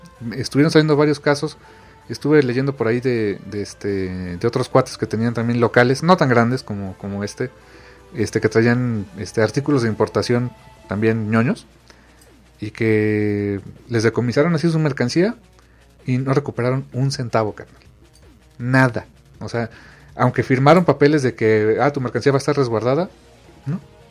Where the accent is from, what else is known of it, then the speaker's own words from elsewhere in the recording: Mexico; no estamos en sus prioridades. Como ciudadanos, como mexicanos